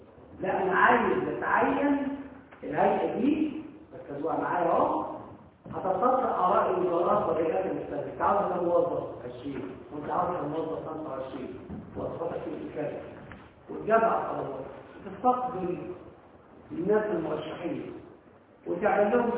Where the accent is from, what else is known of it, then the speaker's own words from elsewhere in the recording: Egypt; الشيء اللي حدث هذا انه كان عندنا في مصر فيما قبل الثورة